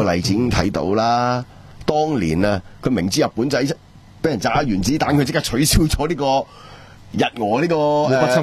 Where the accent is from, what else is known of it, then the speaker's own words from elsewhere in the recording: Hong Kong; 以前我哋叫做北移啦，因為我哋香港人想去啊嘛，係咪？